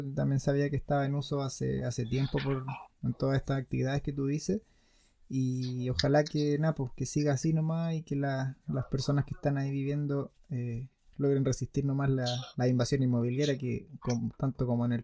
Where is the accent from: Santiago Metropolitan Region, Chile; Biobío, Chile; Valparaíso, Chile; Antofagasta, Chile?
Santiago Metropolitan Region, Chile; Santiago; yo no vivo en Santiago, el otro día estuve por allá y igual nací y me crié en Santiago.